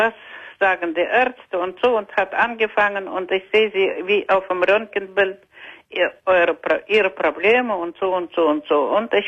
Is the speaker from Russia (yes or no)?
yes; Russia; German is a second language; Ich Ich komme aus Russland, ja?